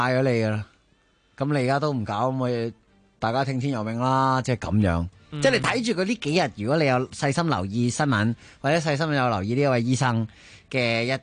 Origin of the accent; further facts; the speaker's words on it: Hong Kong; 作为即系土生土长香港人